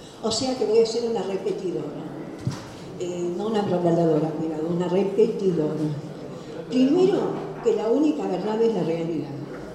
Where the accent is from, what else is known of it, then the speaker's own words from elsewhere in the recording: Buenos Aires, Argentina; nací en Caballito, viví en Caballito y vivo en Caballito. Y provengo de dos familias maternas y paternas de Caballito.